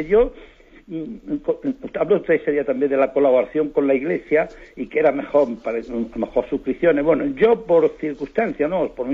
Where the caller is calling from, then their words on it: Tres Cantos, Community of Madrid, Spain; de Tres Cantos.